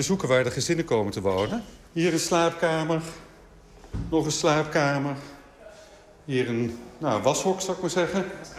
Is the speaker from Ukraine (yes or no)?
yes; Ukraine; Dutch is a second language; now in Netherlands; natuurlijk, Oekraïne is mijn moederland. En het zou kunnen dat ik terugga.